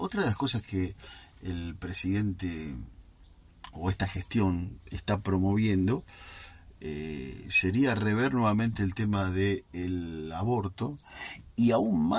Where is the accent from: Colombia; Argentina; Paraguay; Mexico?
Argentina; Cañuelas, Buenos Aires Province; viste que yo vengo de Cañuelas, sí